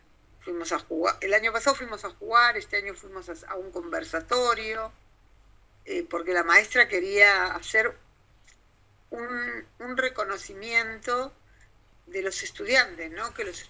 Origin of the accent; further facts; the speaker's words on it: Ciudad Evita, Buenos Aires Province, Argentina; me crié en Ciudad Evita. Ciudad Evita es una ciudad compleja, como muchas, una ciudad que se hizo pensada con muchas comodidades